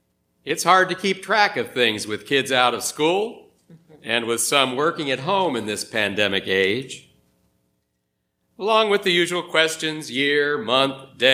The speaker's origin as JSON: {"language": "English", "region": "Ohio", "country": "United States", "tie": "born or raised there", "said": "spent an extended weekend in my home state of Ohio was 6 years ago, the last summer of my dad's life."}